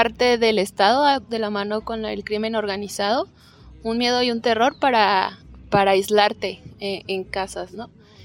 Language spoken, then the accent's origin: Spanish; Mexico; yo que vengo de México